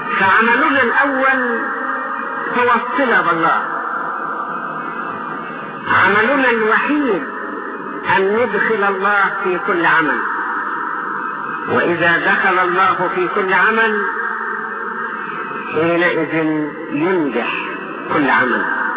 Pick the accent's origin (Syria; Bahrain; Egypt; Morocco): Egypt; يكفي ان بلادنا مصر اعطاها الله من القدرات العجيبة